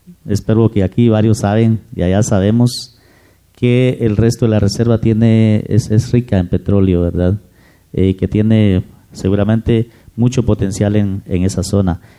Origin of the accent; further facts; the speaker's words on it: Petén, Guatemala; yo vengo de la República de Petén, ¿verdad? Realmente es un territorio bastante, bueno, hasta hace poco era siempre casi desligado del gobierno central.